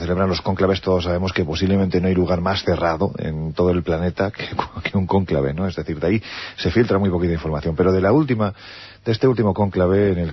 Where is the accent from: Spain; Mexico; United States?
Spain; Jaén, Andalusia; yo que soy de Jaén lo sé perfectamente